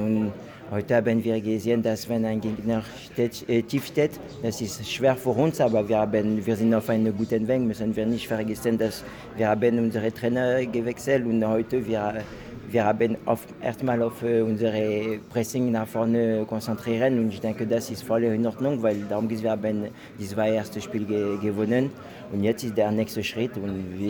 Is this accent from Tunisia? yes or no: no; Saint-Étienne, Auvergne-Rhône-Alpes, France; German is a second language; now in Wolfsburg, Germany; Ja, bon, Wolfsburg ist auch mein Hause, aber Saint-Étienne ist meine Heimat.